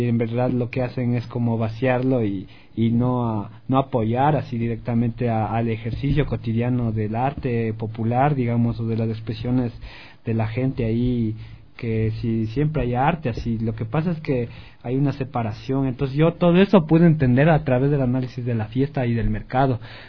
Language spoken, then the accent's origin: Spanish; Alangasí, Pichincha, Ecuador; hablando de las fiestas de Inti Raymi de mi pueblo en Alangací.